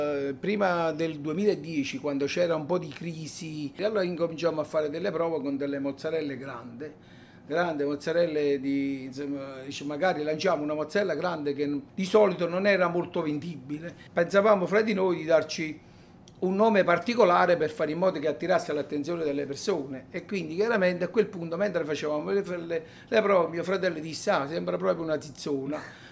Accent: Campania, Italy; Io sono un campano, preferisco tifo per le squadre del sud.

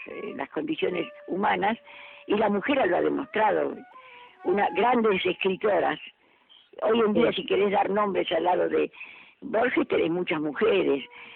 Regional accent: Córdoba, Argentina; yo soy cordobesa, para mí la provincia es más importante que la capital, ¿eh?

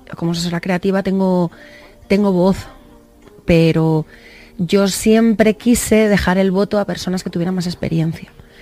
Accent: Valencia, Valencian Community, Spain; now in Madrid, Spain; Yo vengo de Valencia, es una ciudad grande también, pero en Valencia nos movemos de otra manera.

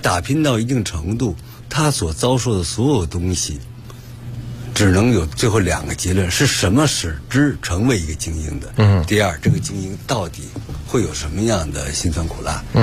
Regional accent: Beijing, China; 我是个北京人，我就是在胡同里长大的。那胡同的一草一木对我来讲再熟悉不过。

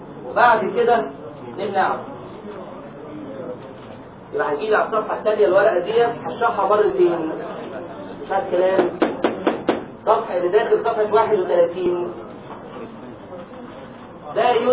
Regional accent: Egypt; يبقى احنا عندنا الكلام ده لسه عندنا في مصر

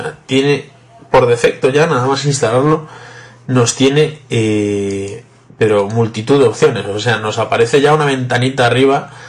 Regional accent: Vigo, Galicia, Spain; soy de Vigo, España.

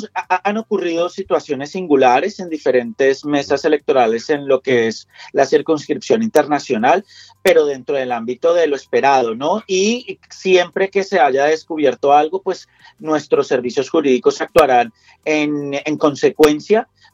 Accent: Colombia; now in Spain; que como colombiano en una ejecutiva un partido valenciano

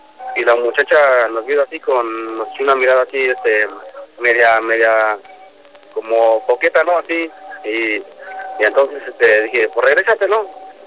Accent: Rancho Viejo, Guanajuato, Mexico; now in Austin, United States; Yo soy de Rancho Viejo, municipio de Guanajuato. Estoy aquí en Austin, Texas.

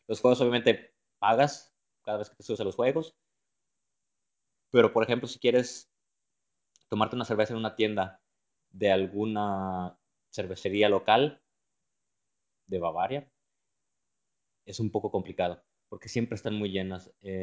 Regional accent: Mexico; moved away as an adult; now in Germany; Yo soy de México y ahora vivo en Alemania, en el sur, más exactamente en el estado de Baviera, o Bavaria, como algunos lo conocen, por su nombre en inglés. Bueno, pues aquí ya llevo 5 años trabajando

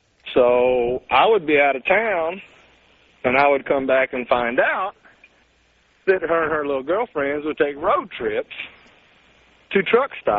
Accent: the South, United States; I'm from the South, so you might understand where that comes from.

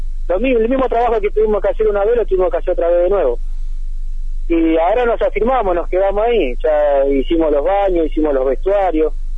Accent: Argentina; el barrio Conet, donde yo nací, porque yo vivo ahí todavía, el barrio Conet tiene 50 años

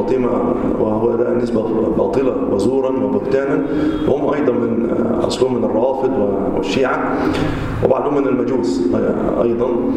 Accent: Egypt; ويقال أنها أول ما بدأت عندنا في مصر

